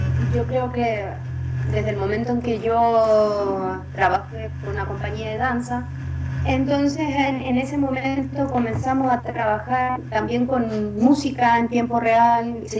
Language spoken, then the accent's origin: Spanish; Chile; soy artista chilena en el mundo sonoro, conocida como